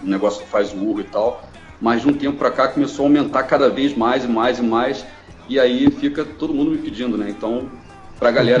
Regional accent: Rio de Janeiro, Brazil; porque eu sou do Rio, então eu

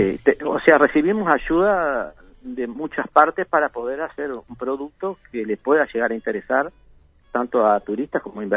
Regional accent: Maldonado, Uruguay; a pesar que yo soy nativo de acá de Maldonado

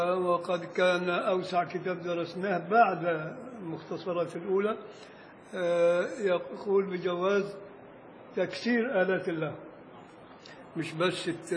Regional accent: Beni Suef Governorate, Egypt; عندنا في الصعيد الأدنى بن شويف

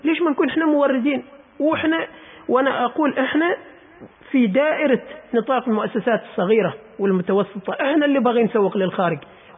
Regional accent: Oman; ولكن في يعني استخدام الأسواق الإلكترونية ما كثير دارج هنا عندنا في عمان يعني

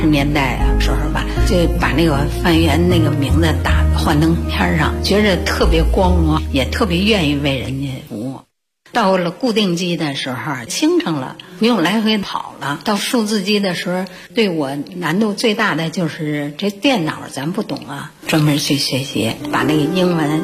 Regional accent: Beijing, China; 是北京人，现在已经60了。

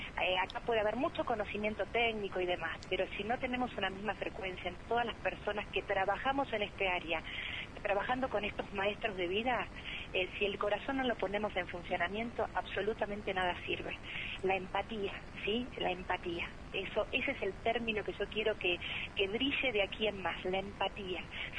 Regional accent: Argentina; Somos argentinos. No pertenecemos a ningún espacio político, somos argentinos.

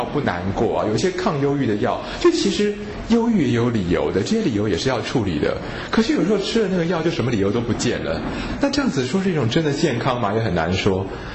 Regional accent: Taiwan; 那我觉得我们台湾人也是一个很喜欢把心软当作是爱的民族，

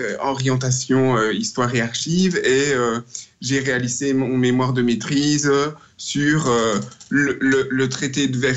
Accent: Belgium; now in Canada; Suris, qui est mon village natal, et le village voisin Rombeden sont des villages martyrs.

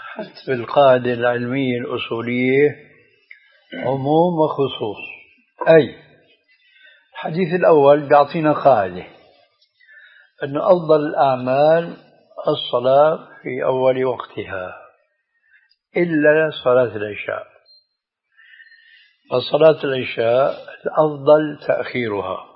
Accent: Syria; هذه عندنا في الشام تسمى بالصاي،

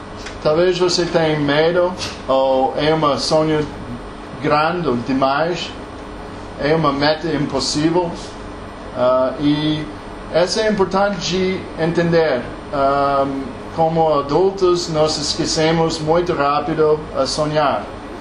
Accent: United States; Portuguese is a second language; sou americano. Trabalho aqui desde 2010. Meu português é mais ou menos.

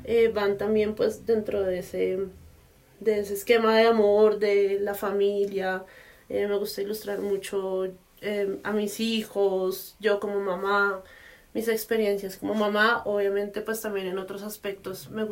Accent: Bogotá, Bogotá Capital District, Colombia; soy de Bogotá.

